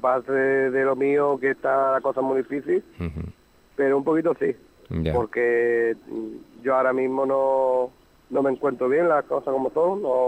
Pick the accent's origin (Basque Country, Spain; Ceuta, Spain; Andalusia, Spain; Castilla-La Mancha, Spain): Andalusia, Spain; Málaga; Bueno, yo soy de Málaga.